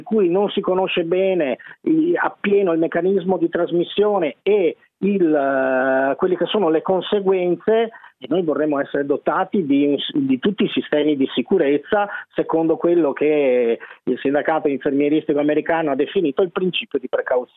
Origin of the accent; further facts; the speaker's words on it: Vicenza, Veneto, Italy; io per esempio sono di Vicenza, quindi il mio comune si è in qualche modo attivato